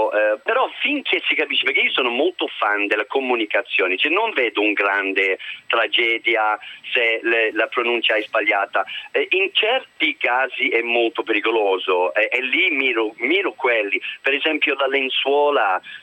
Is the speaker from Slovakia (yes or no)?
no; Birmingham, West Midlands, United Kingdom; Italian is a second language; Ma io dico così, io sono di Birmingham